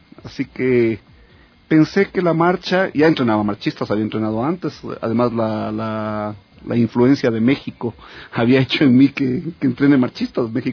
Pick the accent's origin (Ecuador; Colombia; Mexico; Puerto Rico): Ecuador; Loja; born there; me fui a trabajar en Loja, que es mi provincia natal, durante algunos años, y volví a trabajar en Quito desde el año 94